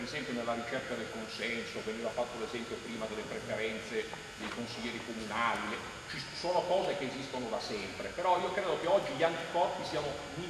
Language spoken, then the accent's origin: Italian; Calabria, Italy; Calabrese del nord della Calabria